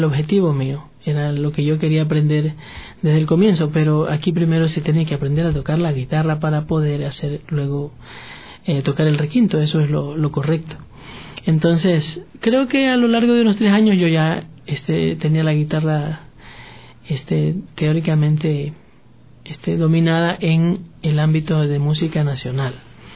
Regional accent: Manabí, Ecuador; No, yo soy originario de Manabí, entonces la gente allá tiene pues otras actividades.

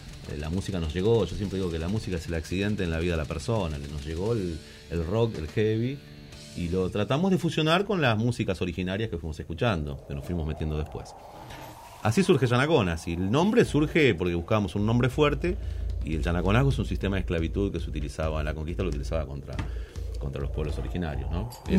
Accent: Loma Hermosa, Buenos Aires Province, Argentina; Sí, sí, yo soy más precisamente de Loma Hermosa.

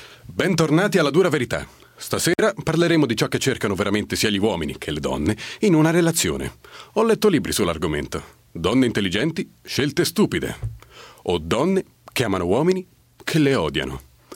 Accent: Fabbrica di Roma, Lazio, Italy; E vengo da Fabbrica di Roma, in provincia di Viterbo

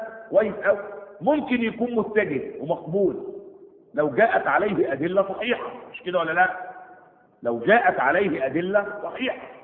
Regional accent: Egypt; هنا في بلادنا مصر

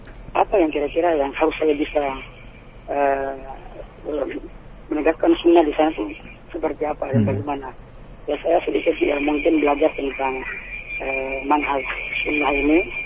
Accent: North Maluku, Indonesia; now in Jakarta, Indonesia; Kampung saya di daerah Halmahera, Maluku Utara.

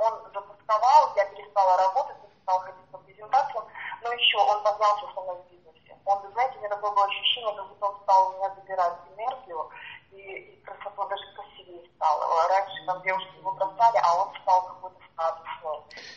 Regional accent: Siberia, Russia; moved away; я еще уехала из другого города, из Сибири.

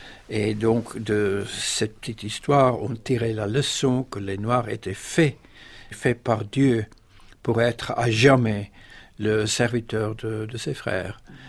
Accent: South Africa; première fois de ma vie que j'étais forcé de me rendre compte, non pas seulement de ce qui se passait chez moi en Afrique du Sud

